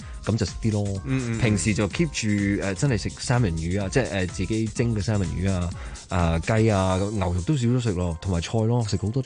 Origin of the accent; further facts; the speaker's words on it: Australia; 特別我喺澳洲長大，有好多嘢真係未食過噶嘛